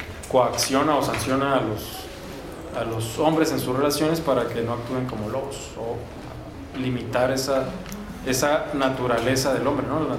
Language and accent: Spanish; Mexico; La norteamericana, efectivamente, llamada americana, pero nosotros mexicanos también somos americanos.